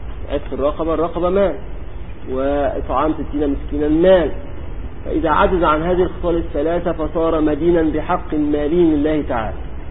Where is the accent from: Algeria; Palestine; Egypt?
Egypt; كان عندنا في مصر قديما يقولون